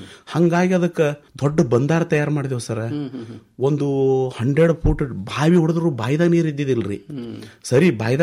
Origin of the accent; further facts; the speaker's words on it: Mashala, Karnataka, India; ನಾನು ಹುಟ್ಟೂರು ಮಾಶಾಳ, ತಾಲೂಕಾ ಅಫಜಲ್ಪುರ, ಇದೇ ಕಲಬುರಗಿ ಜಿಲ್ಲೆ.